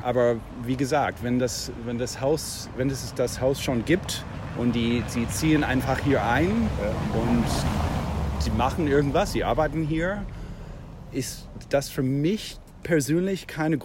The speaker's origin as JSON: {"language": "German", "country": "Canada", "second_language": "German", "lives_now": "Berlin, Germany", "said": "Also ich bin auch kein Deutscher. Ich komme aus Kanada."}